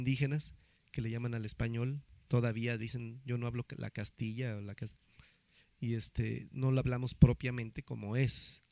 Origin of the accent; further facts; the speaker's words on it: Mexico; Nuestro país es tan grande que somos un mundo de diferente, somos mexicanos